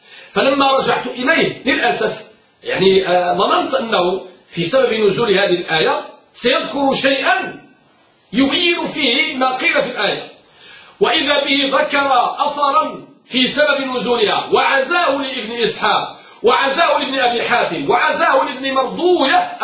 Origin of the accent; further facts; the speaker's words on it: Morocco; الآن مثلا عندنا في المغرب موضوع التسهيل التسهيل، الرفق الرفق